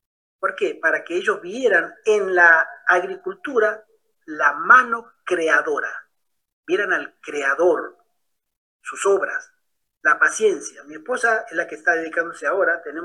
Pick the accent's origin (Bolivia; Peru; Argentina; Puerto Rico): Argentina; Ah, de Argentina. Ah, vale. Ahí va, ya somos varios argentinos.